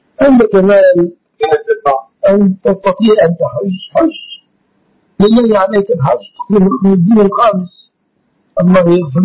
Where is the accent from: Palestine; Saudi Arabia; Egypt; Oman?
Egypt